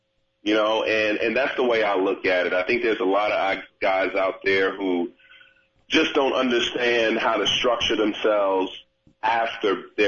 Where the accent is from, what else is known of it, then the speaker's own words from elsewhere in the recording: New York City, New York, United States; So growing up in New York City, I just made it a point that I watched a lot of other people carrying a briefcase